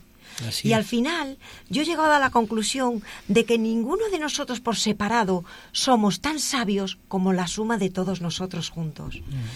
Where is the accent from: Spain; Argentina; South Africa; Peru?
Spain; Galicia; now in Madrid, Spain; Yo vivo en Madrid, pero soy gallega.